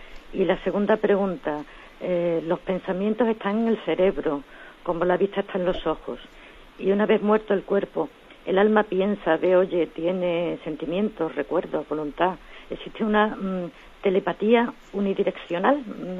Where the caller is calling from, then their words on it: Huelva, Andalusia, Spain; de Huelva.